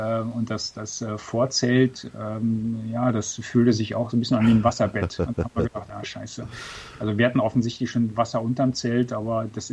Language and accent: German; Mecklenburg-Vorpommern, Germany; als Mecklenburger. Ich bin ja aufgewachsen in Mecklenburg.